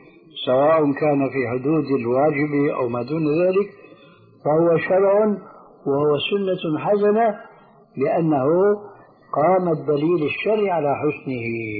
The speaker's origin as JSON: {"language": "Arabic", "country": "Syria", "said": "وعمر يلا كما يقولون عندنا في سوريا أدنى اليهود"}